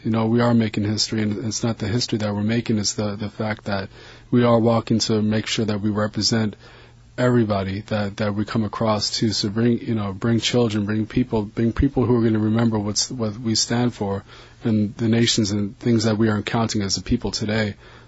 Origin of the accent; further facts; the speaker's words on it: Bethel, Alaska, United States; from Alaska. We are Eskimo.